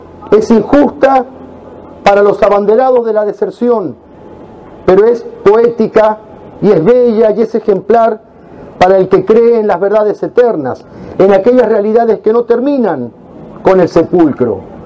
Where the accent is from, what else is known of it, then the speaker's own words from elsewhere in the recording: Argentina; como argentinos e hispanoamericanos, nos sentimos orgullosos